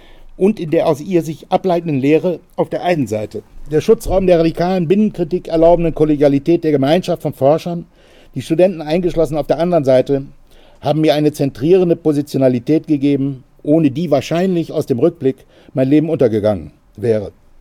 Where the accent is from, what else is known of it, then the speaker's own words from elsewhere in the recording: Northern Germany, Germany; Und in dem Moor, in dem ausgedehnten in meiner Heimat in Norddeutschland